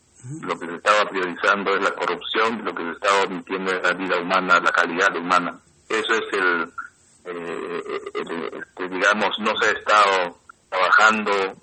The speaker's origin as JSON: {"language": "Spanish", "country": "Peru", "said": "como peruanos y también como pueblos indígenas"}